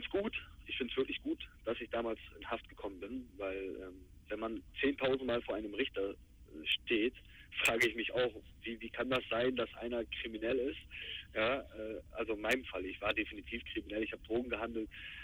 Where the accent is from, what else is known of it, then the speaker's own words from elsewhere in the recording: Bremerhaven, Bremen, Germany; born there; Ich bin gebürtiger Bremerhavener, ich habe einen deutschen Pass